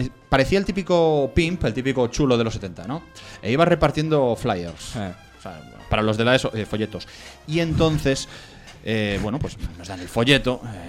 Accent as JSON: {"language": "Spanish", "region": "Castile and León", "country": "Spain", "accent": "Galician", "said": "a mí me sale porque soy del Bierzo."}